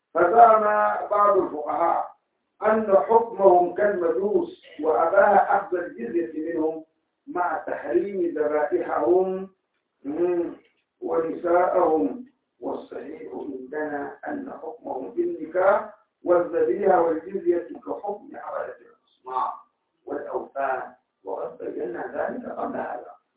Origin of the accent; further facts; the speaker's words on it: Sudan; حتى الآن عندنا في السودان